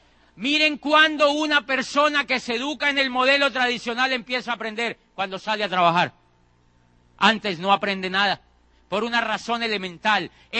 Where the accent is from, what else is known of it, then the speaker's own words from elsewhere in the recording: Colombia; Yo en mi país ya estaba diciendo que ese país no servía para nada. En Colombia, imagínate, yo decía que allí no había oportunidades.